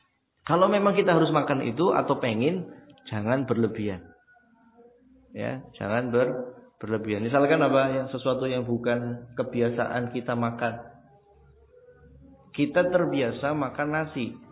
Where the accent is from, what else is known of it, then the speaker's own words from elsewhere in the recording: Java north coast, Indonesia; Contoh kita orang Pantura, panas ya. Cuacanya panas.